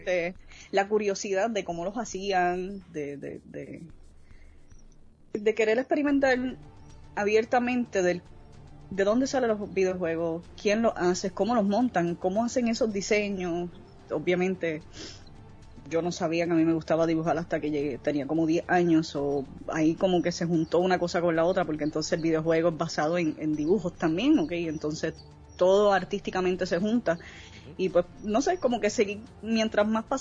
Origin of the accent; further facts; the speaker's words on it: Puerto Rico; Soy de Puerto Rico, obviamente. Mi madre es de Estados Unidos, mi papá es de acá de Puerto Rico, he vivido toda mi vida aquí en Puerto Rico.